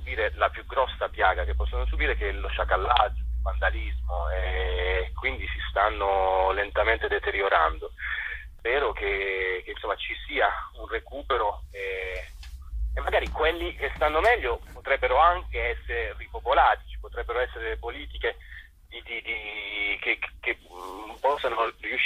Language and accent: Italian; Bitonto, Apulia, Italy; non dalla Puglia, da Bitonto, il mio paese